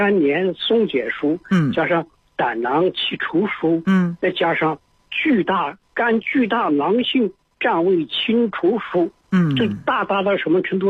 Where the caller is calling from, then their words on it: Zhengzhou, Henan, China; 我是郑州的，河南郑州。